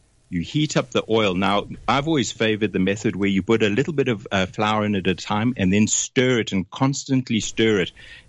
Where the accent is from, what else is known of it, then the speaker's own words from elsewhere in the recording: South Africa; accent: South African; moved away as an adult; I picked up the phone and phoned them from South Africa in my South African accent.